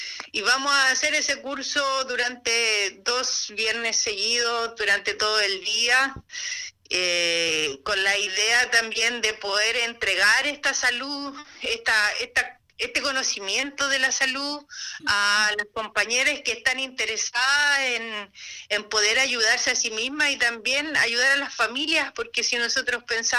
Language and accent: Spanish; San Antonio, Valparaíso, Chile; soy del puerto de San Antonio